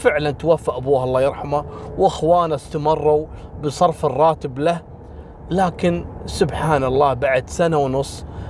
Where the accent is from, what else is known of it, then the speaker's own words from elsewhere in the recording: Kuwait; تدرون مثل هذا اللي اعترف وهو ما له علاقة، حصلت عندنا في الكويت مرة